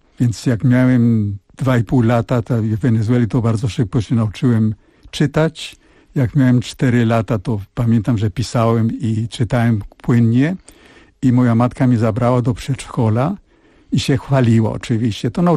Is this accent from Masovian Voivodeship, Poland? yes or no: yes; Żyrardów, Masovian Voivodeship, Poland; born there; A ja się urodziłem na stole, na gazetach, a mój ojciec musiał szukać akuszerkę i miał karabin ze sobą, ponieważ jeszcze trochę tych Niemców było w Żyrardowie